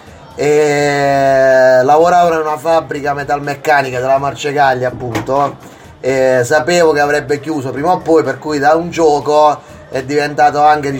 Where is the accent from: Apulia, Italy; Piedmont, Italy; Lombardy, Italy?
Apulia, Italy; Foggia; moved away; Io sono foggiano, sono già un immigrato già da 20 anni a questa parte